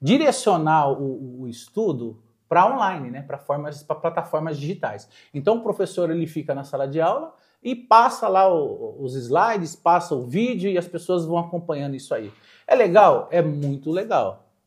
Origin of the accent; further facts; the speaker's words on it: Mogi das Cruzes, São Paulo, Brazil; Eu sou de Jundiapeba, nascido em Jundiapeba. Lá era um bairro extremamente violento.